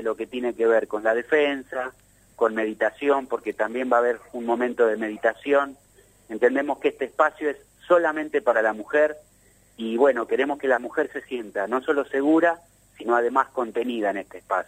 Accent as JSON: {"language": "Spanish", "region": "Buenos Aires", "country": "Argentina", "said": "Mira, vos sabes que yo vengo de Capital Federal."}